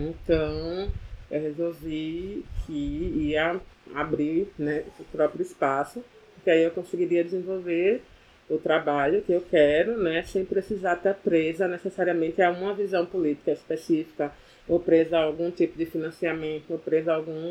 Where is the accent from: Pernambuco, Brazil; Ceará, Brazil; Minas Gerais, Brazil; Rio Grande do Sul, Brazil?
Pernambuco, Brazil; Olinda; now in Recife, Brazil; eu sou originalmente de Olinda, mas aí durante a graduação aqui na UFPE, como eu chegava em casa muito tarde, meia-noite, 1h da manhã, no final das contas era mais interessante vir morar aqui